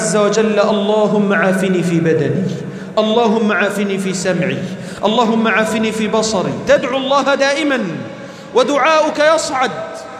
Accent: Egypt; اللهم اجعل بلدنا مصر أمناً أمانًا

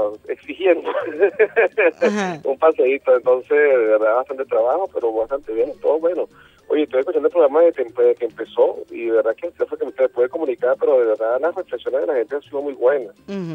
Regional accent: Venezuela; lo digo como venezolano y como revolucionario

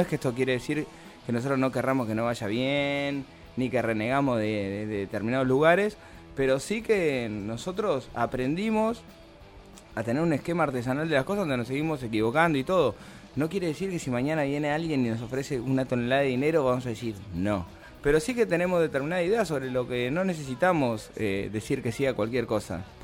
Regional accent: La Plata, Buenos Aires Province, Argentina; Nosotros somos de La Plata. Cada vez que tenemos que tocar, tenemos que hacer todo un movimiento para poder venir para acá.

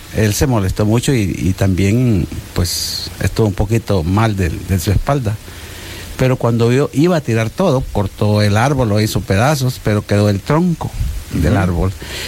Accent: El Salvador; ya tenía como unos 8 años de no venir por acá a mi tierra, tan linda que es.

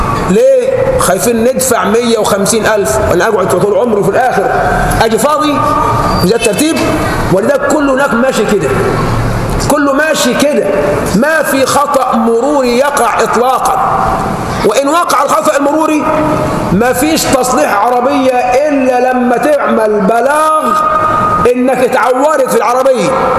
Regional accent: Egypt; نحن كشعب مصري بيتذهب حقوقنا بين امور

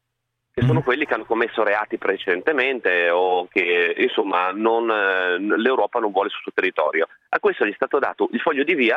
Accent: Friuli-Venezia Giulia, Italy; Io vengo dal Friuli Venezia Giulia

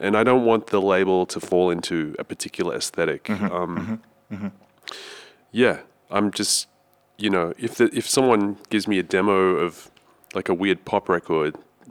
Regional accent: Sydney, New South Wales, Australia; And I'm from Sydney originally

